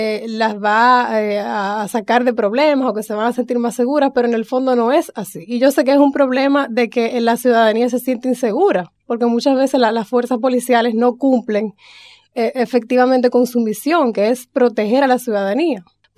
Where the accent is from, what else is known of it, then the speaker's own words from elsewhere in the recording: Dominican Republic; soy de la República Dominicana